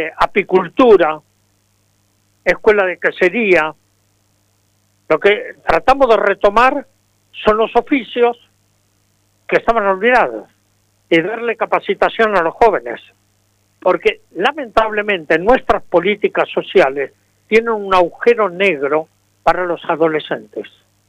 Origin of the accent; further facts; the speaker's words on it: Buenos Aires, Argentina; born there; yo nací en la República de San Telmo, limítrofe con la República de La Boca y con la República de Montserrat.